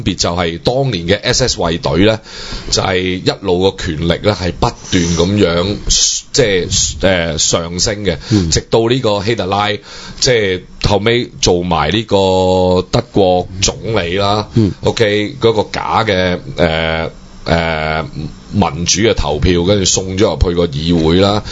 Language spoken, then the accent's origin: Cantonese; Hong Kong; 冇我哋香港人當年點樣救濟你乜乜啊？